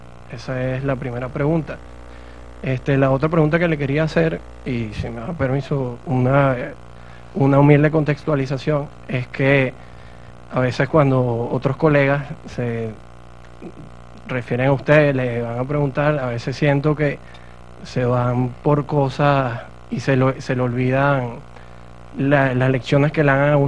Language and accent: Spanish; Caracas, Capital District, Venezuela; yo soy de Caracas.